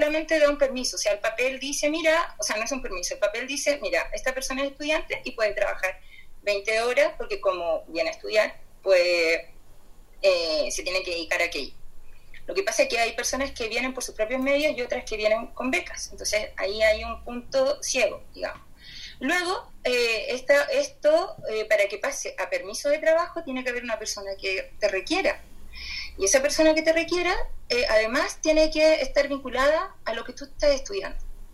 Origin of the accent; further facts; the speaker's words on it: Chile; Voy a repetir que yo soy de Chile